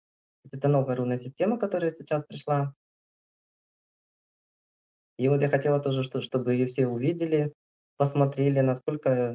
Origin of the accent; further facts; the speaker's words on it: Altai Krai, Russia; у нас на Алтае, конечно, все травы цветут, просто хотели сказать, что вот мы с Алтая